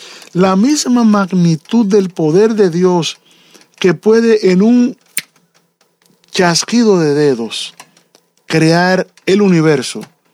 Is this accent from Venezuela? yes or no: no; Dominican Republic; No es la gloria que tenía el dictador que había en mi tierra, que la gente tenía que obligado tener una placa en su casa que decía, en esta casa Trujillo es el jefe.